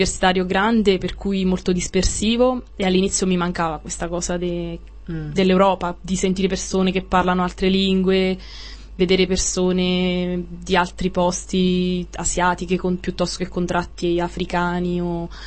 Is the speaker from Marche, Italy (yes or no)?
yes; Marche, Italy; now in Brussels, Belgium; Io sono marchigiana, vengo dalla provincia di Ascoli Piceno.